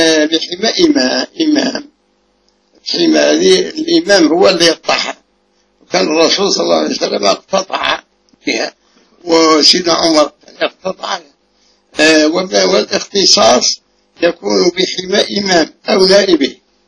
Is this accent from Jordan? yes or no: no; Egypt; الالتزام المعروف عندنا في مصر وغيرها